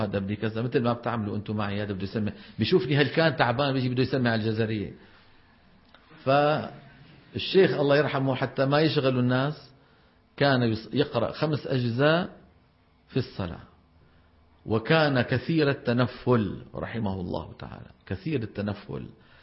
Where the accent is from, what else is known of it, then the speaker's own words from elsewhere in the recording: Levant, Syria; يعني هذا الموضوع مو معروف عندنا في الشام